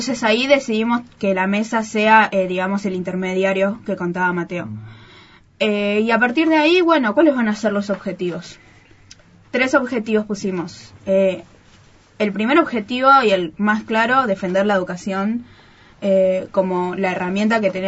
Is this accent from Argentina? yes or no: yes; Viedma, Río Negro, Argentina; Y bueno, y somos de acá, de Viedma